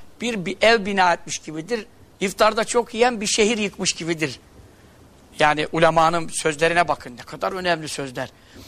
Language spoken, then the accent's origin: Turkish; Görele, Giresun, Turkey; Bir de bizim şimdi bir tarafımız Göreleliyiz.